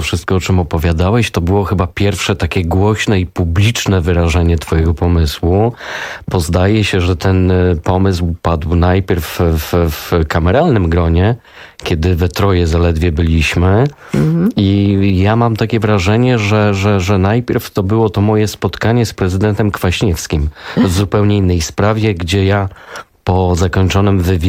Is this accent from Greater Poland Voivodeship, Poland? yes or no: yes; Greater Poland Voivodeship, Poland; oboje pochodzimy z Wielkopolski